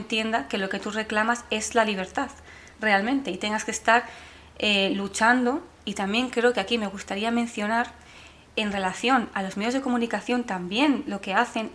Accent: Spain; now in London, United Kingdom; soy española palestina, resido entre Londres y Santander

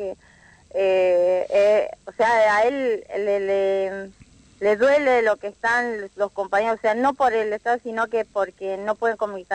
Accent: La Plata, Buenos Aires Province, Argentina; Sí, nosotros uh-huh. somos de La Plata

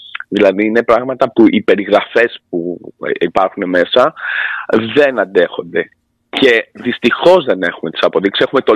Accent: Greece; Και να ντρέπομαι εγώ που είμαι Έλληνας να νιώθω ότι είναι αυτοί καλύτεροι από εμάς, γιατί εγώ είμαι λίγο πατριώτης

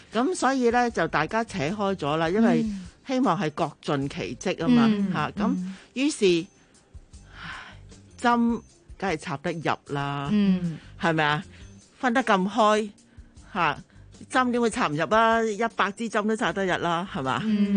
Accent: Hong Kong; 我自己身為香港人就好 proud of 嘅

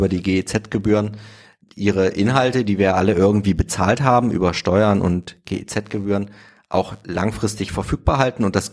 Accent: East Germany, Germany; Ich bin selbst im Osten aufgewachsen.

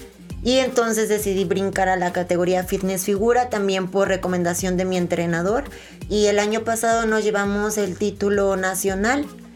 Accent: Xalapa, Veracruz, Mexico; soy la segunda veracruzana, pero primera jalapeña

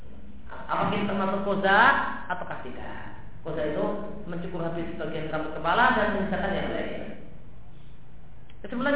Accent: Lampung, Indonesia; tempat saya dulu waktu kecil di Lampung

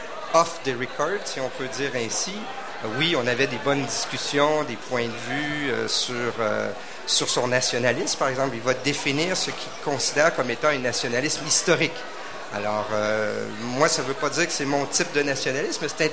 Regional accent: Val-Bélair, Quebec, Canada; Moi, quand j'étais jeune, j'habitais à Val-Bélair, donc tout près d'ici, dans le nord de la ville maintenant.

